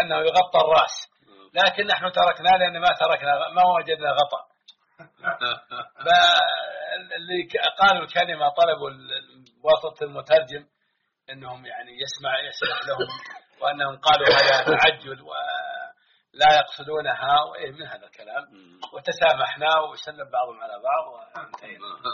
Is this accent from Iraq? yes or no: no; Hejaz, Saudi Arabia; ونحن إخوانكم من مكة والمدينة